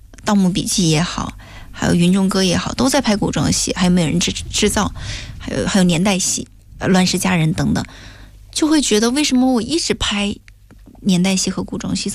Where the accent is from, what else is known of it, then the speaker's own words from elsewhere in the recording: Hengyang, Hunan, China; 我又认识了一位更厉害的高手，而且还是我老家人，是湖南衡阳人